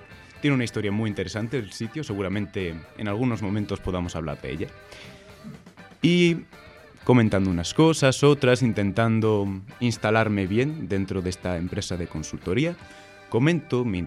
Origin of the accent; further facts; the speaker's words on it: León, Castile and León, Spain; moved away as an adult; Soy un leonés que por sus estudios universitarios acaba en Madrid, viviendo un par de años en Tetuán y ahora me he tenido que mudar